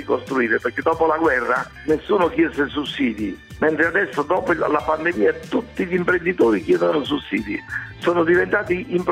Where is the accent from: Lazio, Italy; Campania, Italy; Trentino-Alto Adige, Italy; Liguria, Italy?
Campania, Italy; Naples; Io sono napoletano